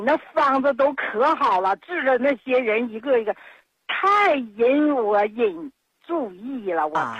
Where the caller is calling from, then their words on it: Nehe, Heilongjiang, China; 我是黑龙江省讷河市的朋友。